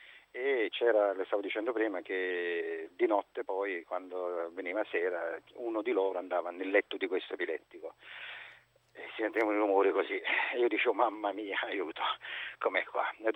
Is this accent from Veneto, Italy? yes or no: no; Naples, Campania, Italy; perché noi venivamo da Napoli centro, no? Questa è una zona tipo Forcella, sai quelle cose lì, noi siamo di quella zona proprio del centro